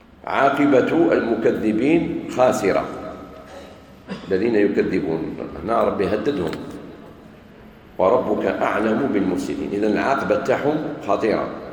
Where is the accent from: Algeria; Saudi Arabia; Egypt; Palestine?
Algeria; احنا عندنا في الجزائر الحمد لله من البكري جدودنا